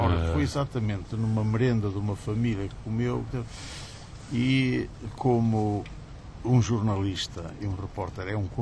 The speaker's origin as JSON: {"language": "Portuguese", "region": "Porto", "country": "Portugal", "tie": "born or raised there", "also_born_or_lived": "Penafiel", "said": "Eu não nasci no Porto, de facto, mas eu nasci numa aldeia do concelho de Penafiel, mas nasci lá por acaso. A minha mãe já vivia, os meus pais já viviam no Porto"}